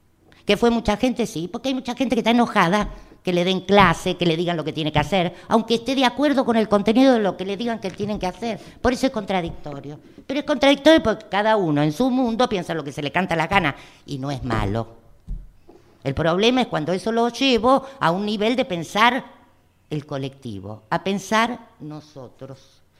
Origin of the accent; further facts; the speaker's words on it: Argentina; Soy docente argentina.